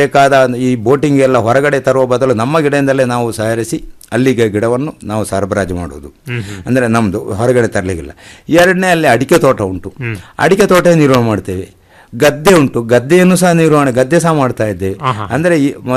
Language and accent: Kannada; Uppala, Kerala, India; ನಂದು ಉಪ್ಪಳ, ಕಾಸರಗೋಡು ತಾಲೂಕಿನ ಉಪ್ಪಳ ಬಂದಿಯೋಡ್ನ ಕುಬಣೂರು ಎಂಬಲ್ಲಿ.